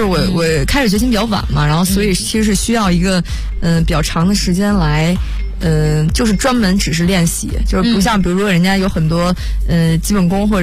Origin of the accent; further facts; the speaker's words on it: Beijing, China; 我是北京人